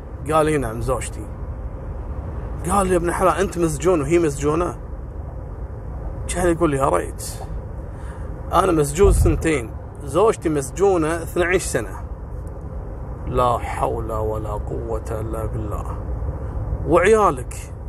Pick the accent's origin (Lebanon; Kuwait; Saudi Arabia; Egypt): Kuwait; عائلات كثيرة مشهورة عندنا في الكويت